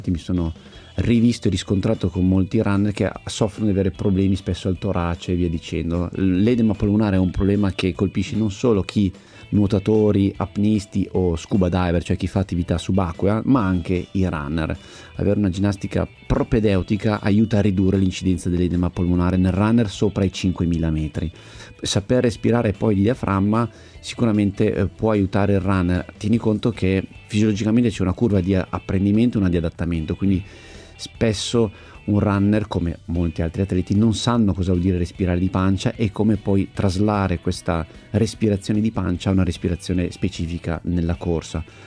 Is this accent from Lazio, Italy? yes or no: no; Milan, Lombardy, Italy; born there; also born or lived in Istria; le mie origini istriane, nato a Milano ma passato tanto tempo da bambino in Istria, nella terra dei miei genitori